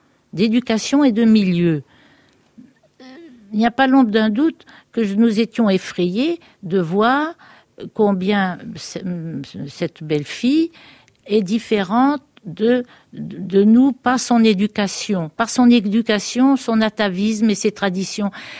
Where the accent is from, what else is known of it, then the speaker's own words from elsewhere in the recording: Eu, Normandy, France; je me sens terriblement française. Je suis née à Eu, ma chère petite ville d'Eu. J'y ai vécu jusqu'à mon mariage. Depuis l'abrogation de la loi d'exil, je retourne souvent à Eu.